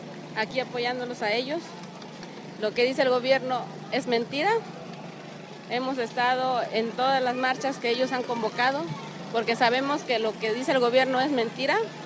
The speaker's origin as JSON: {"language": "Spanish", "town": "Acapulco", "region": "Guerrero", "country": "Mexico", "said": "Nosotros venimos de Acapulco, de varias comunidades."}